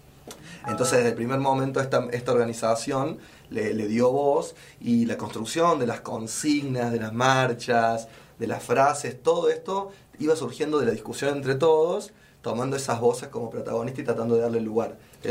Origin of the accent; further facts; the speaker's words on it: Córdoba, Argentina; por lo menos para mí como como cordobés y bueno, y como profesional de salud